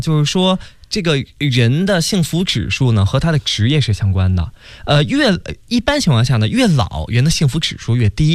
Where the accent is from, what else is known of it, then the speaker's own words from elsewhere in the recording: Beijing, China; accent: Beijing; 这刚才给大家说那是我们北京话